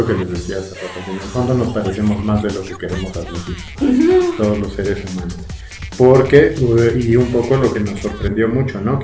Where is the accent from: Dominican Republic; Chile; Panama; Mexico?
Mexico; Porque hablamos de tacos y de cosas que nos pasan a nosotros, que somos mexicanos, que vivimos en México